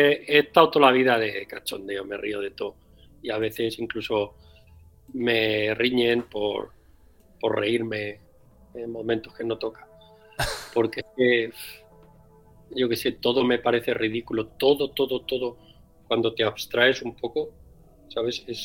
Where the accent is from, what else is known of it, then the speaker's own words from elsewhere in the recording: Castilla-La Mancha, Spain; además de que somos manchegos todos